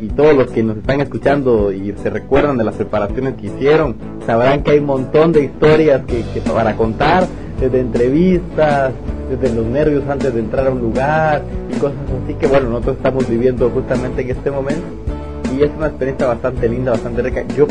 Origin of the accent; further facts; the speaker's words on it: Guatemala; now in Montevideo, Uruguay; soy de Guatemala